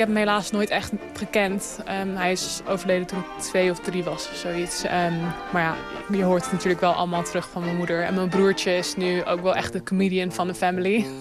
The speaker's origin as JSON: {"language": "Dutch", "town": "Amsterdam", "region": "North Holland", "country": "Netherlands", "tie": "born or raised there", "said": "Ik ben in Amsterdam geboren, ben daar opgegroeid. Wel naar een international school geweest, gewoon voor mijn schooltijd. Maar mijn moeder is Wels en mijn vader is Zuid-Afrikaans / Australisch."}